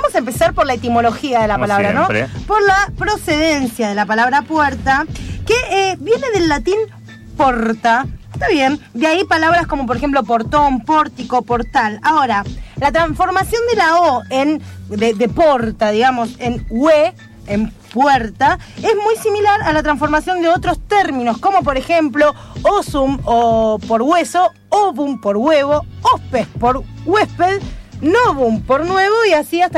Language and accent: Spanish; Buenos Aires, Argentina; Nosotros que estamos acá en Capital Federal, que somos porteños